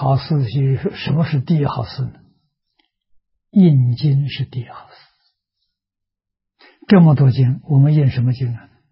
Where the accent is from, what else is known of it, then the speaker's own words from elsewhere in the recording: China; 我们中国人叫昙花啊